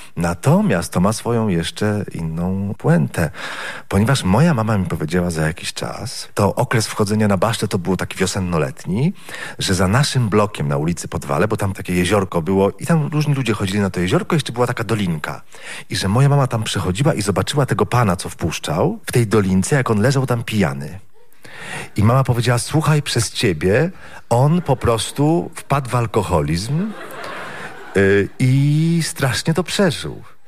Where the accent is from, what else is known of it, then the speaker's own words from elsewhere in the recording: Złotoryja, Lower Silesian Voivodeship, Poland; jeśli jeszcze jestem ze Złotoryi. No tak mi się wydawało wtedy, ale to no, miałem lat 15, 16.